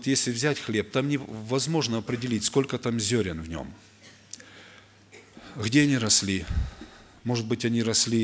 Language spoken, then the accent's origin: Russian; Ukraine; Я с Украины.